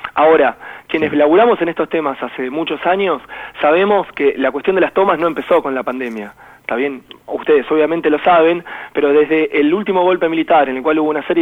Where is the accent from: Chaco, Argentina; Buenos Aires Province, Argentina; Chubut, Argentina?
Buenos Aires Province, Argentina; Longchamps; yo soy de Longchamps, estoy muy cerquita de la toma, viví siempre acá, vengo de una familia obrera